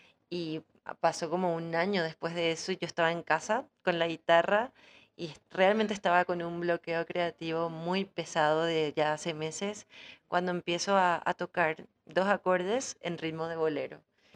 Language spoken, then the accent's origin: Spanish; Paraguay; hace poesía en guaraní, también escribe canciones en guaraní, que es nuestra segunda lengua, o sea, nuestra lengua madre en realidad, en el Paraguay.